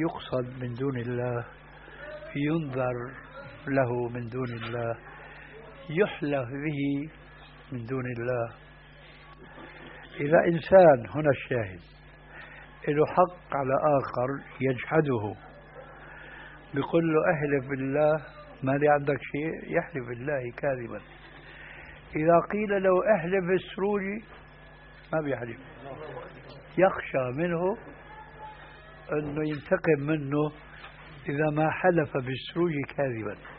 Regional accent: Syria; وهذا موجود في بعض البلاد، أنا أعرف هذا في سوريا

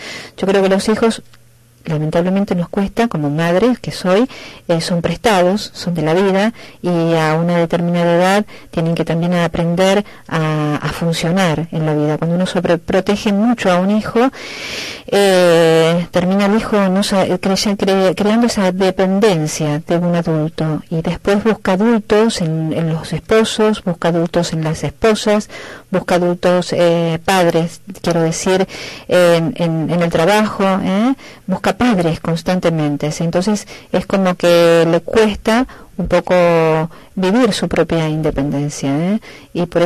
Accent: Argentina; Y en mi país, hoy que está pasando críticamente también bastante feo, la educación, la salud, la inseguridad, además, es carne propia

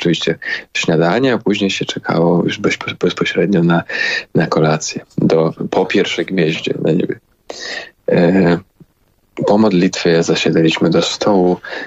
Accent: Kharkiv, Kharkiv Oblast, Ukraine; Pochodzę z Ukrainy Wschodniej, jak już wspomniałem, tak, spod Charkowa, z Charkowa.

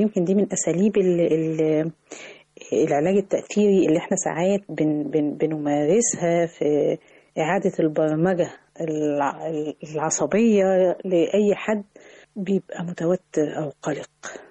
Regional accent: Egypt; أنا روحت أماكن كتير داخل مصر، ولكن الواحد بيخجل إن إحنا كمصريين بنهمل أحيانا إن إحنا نطلع جولات سياحية

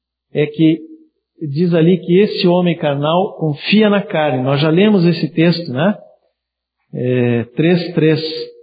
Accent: Santana do Livramento, Rio Grande do Sul, Brazil; Eu vim de Santana do Livramento.

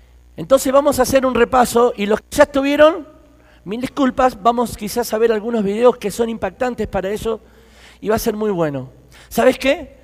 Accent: Argentina; soy de Argentina. Estoy muy agradecido a Dios por el tiempo que me ha permitido estar aquí en Colombia.

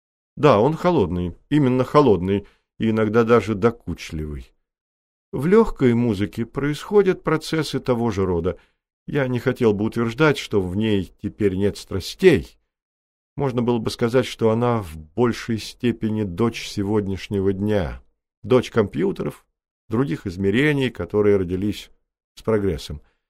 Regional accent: United States; Я вырос в Америке и с раннего детства очень любил джаз. То были 40-е годы

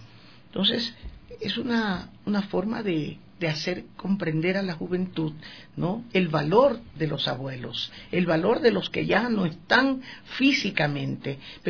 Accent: Quito, Pichincha, Ecuador; Yo soy quiteña, yo nací aquí, pero las circunstancias mías, mi madre ibarreña, mi padre pueblovejense y yo nacida en Quito, me hacen sentir que soy amarillo, azul y rojo.

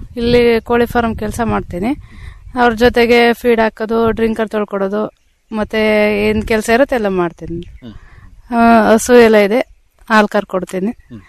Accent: Tirumalahalli, Karnataka, India; Sir, ನಂದು ತಿರುಮಲಹಳ್ಳಿ.

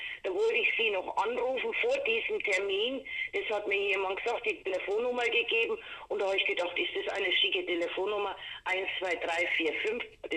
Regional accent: Coburg, Bavaria, Germany; Und das ist meine Heimatstadt Coburg

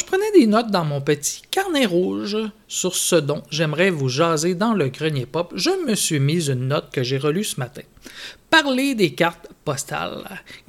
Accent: Saguenay, Quebec, Canada; je vous écris du Québec. Je viens du Saguenay, une région où l'on mange la fameuse tourtière du Saguenay.

